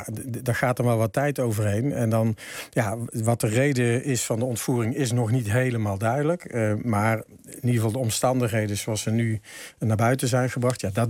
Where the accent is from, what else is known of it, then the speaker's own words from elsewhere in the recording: North Brabant, Netherlands; Ik zou bijna zeggen, ja, ik ben zelf Brabander.